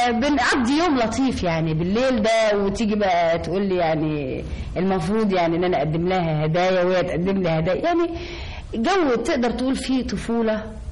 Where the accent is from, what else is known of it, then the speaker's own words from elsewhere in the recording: Alexandria, Alexandria Governorate, Egypt; أنا أولا من اسكندرية ومن محرم بيه.